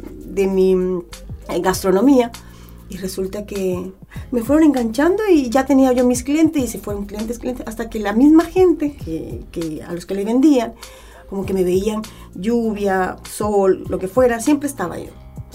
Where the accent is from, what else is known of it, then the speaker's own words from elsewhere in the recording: Colombia; now in Chile; yo me vengo de Colombia.